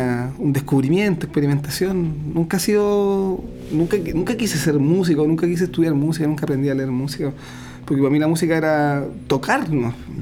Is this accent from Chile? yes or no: yes; Talcahuano, Biobío, Chile; Bueno, yo soy de Talcahuano, chorero de siempre.